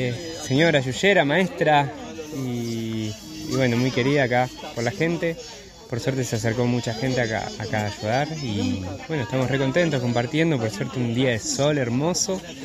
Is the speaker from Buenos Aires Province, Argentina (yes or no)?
no; Bariloche, Río Negro, Argentina; now in Córdoba, Argentina; Yo vengo de Bariloche, que por ahí allá, bueno, toda la cultura ancestral ha sido bastante masacrada.